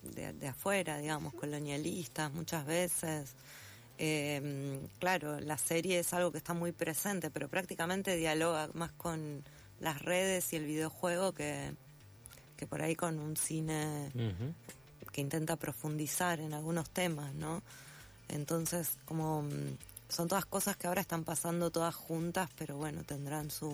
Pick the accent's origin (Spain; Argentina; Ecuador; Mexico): Argentina; Santa Fe; soy santafesina, paso gran parte del año en Santa Fe